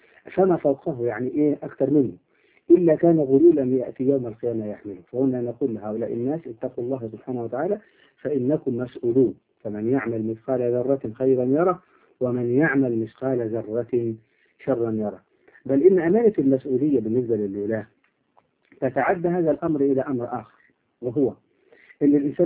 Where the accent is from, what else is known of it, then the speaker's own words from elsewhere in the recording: Upper Egypt, Egypt; accent: Upper Egyptian (Sa'idi); احنا عندنا في الصعيد نقول يضرب الجلة